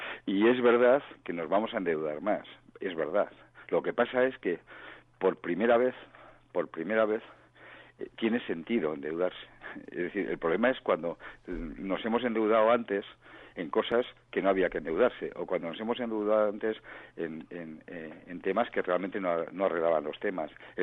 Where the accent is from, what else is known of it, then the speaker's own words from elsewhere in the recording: Spain; yo tengo que agradecerlo, y como español también